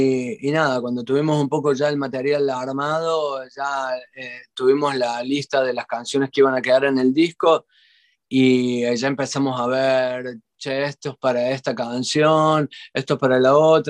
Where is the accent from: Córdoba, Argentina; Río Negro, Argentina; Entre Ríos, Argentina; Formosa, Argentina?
Córdoba, Argentina; now in Spain; de Argentina, de Córdoba, Argentina, de donde soy.